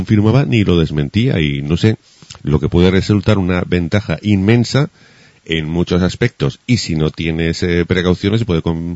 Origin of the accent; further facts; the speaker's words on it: Huesca, Aragon, Spain; born there; yo nací en Huesca, en una calle, calle La Palma número 7